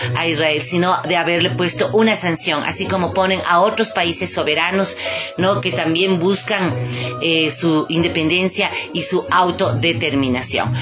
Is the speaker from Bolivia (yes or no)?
no; Ecuador; como pueblo afroecuatoriano y como pueblo ecuatoriano